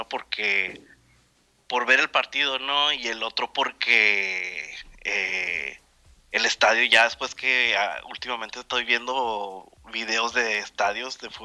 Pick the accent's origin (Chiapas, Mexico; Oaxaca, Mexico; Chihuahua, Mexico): Chihuahua, Mexico; Ciudad Juárez; Mira, me tocó, como soy de Juárez